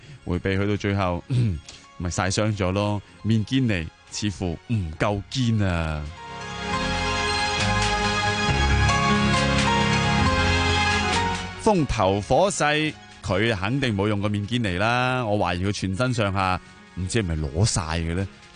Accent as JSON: {"language": "Cantonese", "country": "China", "said": "又引证咗我哋中国人嗰句说话"}